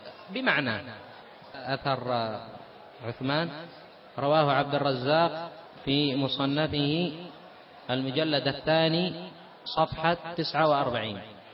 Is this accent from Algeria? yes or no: no; Yemen; now in Saudi Arabia; أنا جئت من اليمن